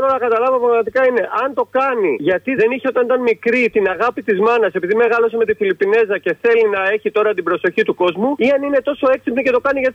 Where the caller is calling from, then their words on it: Chania, Crete, Greece; Στα Χανιά είμαι.